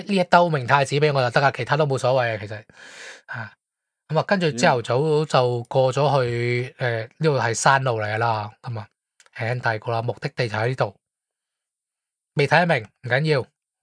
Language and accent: Cantonese; Guangdong, China; 你见我哋平时我哋广东人蒸鱼啊，啲汁系清澈噶嘛。